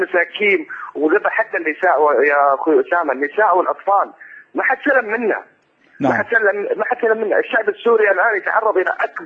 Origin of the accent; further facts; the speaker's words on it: Saudi Arabia; طال عمرك اتحدث من السعوديه من المملكه العربيه السعوديه.